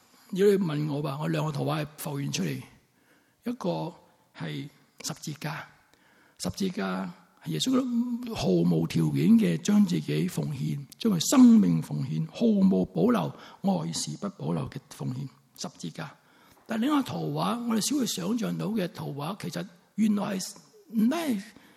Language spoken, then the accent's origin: Chinese; Sanshui, Guangdong, China; also born or lived in Zhaoqing; 我是肇庆出生的。肇庆为什么出名人的嘛